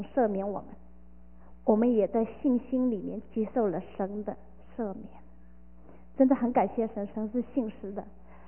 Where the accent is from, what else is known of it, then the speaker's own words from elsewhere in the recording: China; 我们中国人叫是种什么就收什么，是吧？